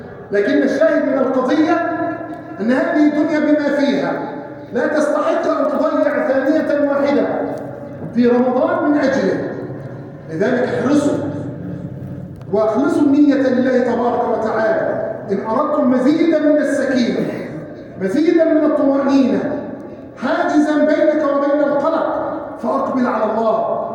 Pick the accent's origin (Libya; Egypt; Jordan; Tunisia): Egypt; اللهم احفظ بلادنا مصر من الفتن